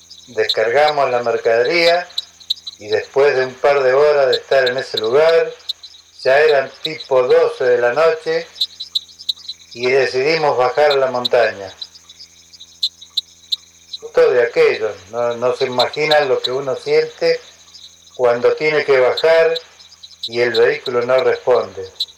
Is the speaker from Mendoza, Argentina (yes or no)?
yes; Mendoza, Argentina; born there; moved away as an adult; now in Buenos Aires, Argentina; Yo soy nacido en Mendoza y viajé para Buenos Aires a los 18 años